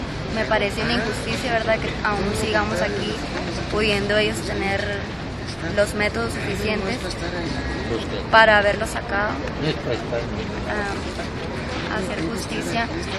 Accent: Sabinas, Coahuila, Mexico; Venimos desde Coahuila, Sabinas, Coahuila, 18 a 20 horas de camino, pero estamos aquí.

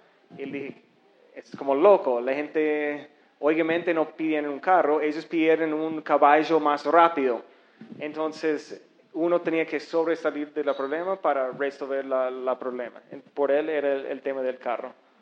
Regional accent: United States; Spanish is a second language; moved away as an adult; now in Bogotá, Colombia; soy de Estados Unidos, pero vivo en Bogotá.

